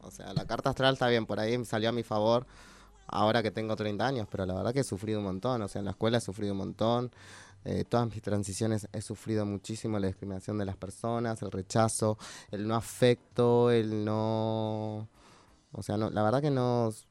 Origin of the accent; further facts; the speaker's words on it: Buenos Aires, Argentina; also born or lived in Monte Grande; Yo nací en Parque Avellaneda. Va, nací en Monte Grande en realidad por de pedo, pero siempre viví en Capital Federal, en Parque Avellaneda, que es mi barrio. En la casa de mi familia, que bueno, vivían mis abuelos.